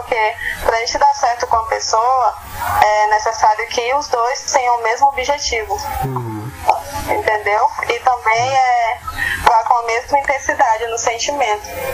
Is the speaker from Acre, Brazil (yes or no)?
yes; Plácido de Castro, Acre, Brazil; now in Rio Branco, Brazil; eu sou de Plácido de Castro. Eu nasci lá, né? Uhum. Me criei lá também. Aí foi quando eu terminei o ensino médio, passei um ano parado aí. Foi quando eu decidi vir.